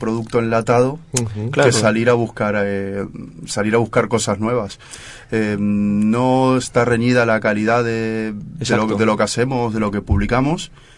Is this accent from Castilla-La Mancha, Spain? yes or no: no; Madrid, Community of Madrid, Spain; yo soy de otro barrio, soy de Puente de Vallecas